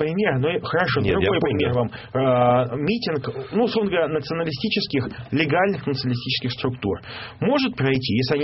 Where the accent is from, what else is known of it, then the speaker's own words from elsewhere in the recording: Saint Petersburg, Russia; Все, я из Петербурга, я матом не ругаюсь.